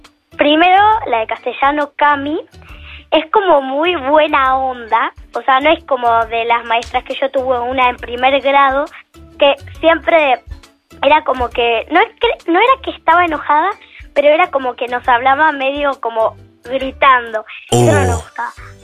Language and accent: Spanish; Buenos Aires, Argentina; Soy de Argentina y tengo 8.